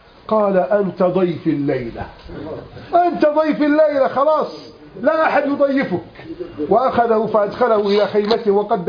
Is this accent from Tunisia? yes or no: no; Egypt; كم رأينا بفضل الله في بلدنا مصر